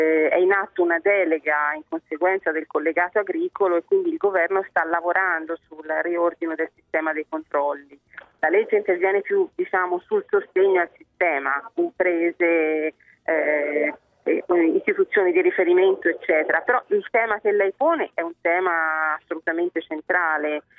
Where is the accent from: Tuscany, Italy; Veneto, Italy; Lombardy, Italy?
Tuscany, Italy; Io da buona toscana conosco bene quelle del mio territorio